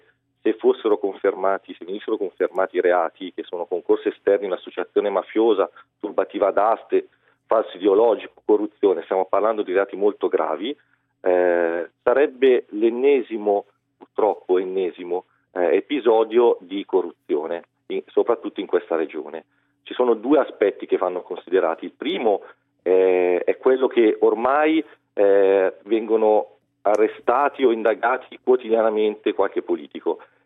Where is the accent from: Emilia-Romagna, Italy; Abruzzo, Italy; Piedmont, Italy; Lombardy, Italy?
Lombardy, Italy; Monza; born there; moved away as an adult; now in Naples, Italy; Non ho la pronuncia napoletana, come potete sentire. Io sono nato a Monza e mi sono trasferito 10 anni fa.